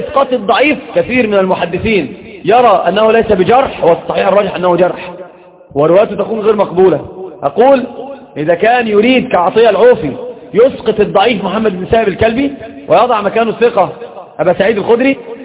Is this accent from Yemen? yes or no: no; Egypt; سيب بورسعيد دي في القاهره يعني عندنا في مصر